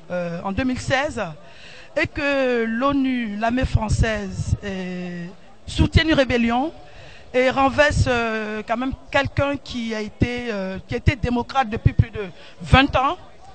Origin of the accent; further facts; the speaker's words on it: Côte d’Ivoire; now in France; Moi, je suis française d'origine de la Côte d'Ivoire.